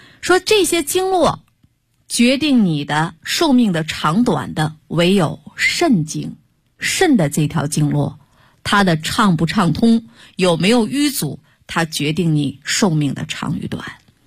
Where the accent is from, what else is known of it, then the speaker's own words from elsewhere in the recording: China; 我们作为中国人，如果我们不懂中医的话，我们是不是一种耻辱？